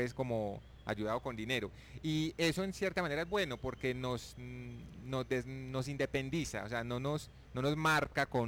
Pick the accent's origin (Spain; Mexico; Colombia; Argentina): Colombia; Nos hemos basado en que todos somos colombianos, en que queremos vivir en paz